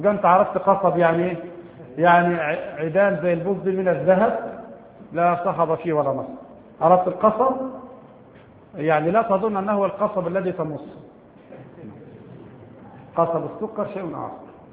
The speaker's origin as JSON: {"language": "Arabic", "country": "Egypt", "said": "البوص عندنا في مصر ثلاث انواع"}